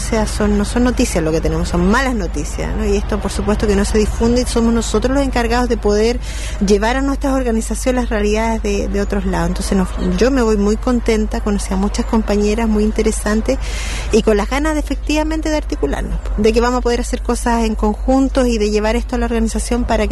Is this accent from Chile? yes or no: yes; Peñalolén, Santiago Metropolitan Region, Chile; vengo de Santiago, de la comuna de Peñalolén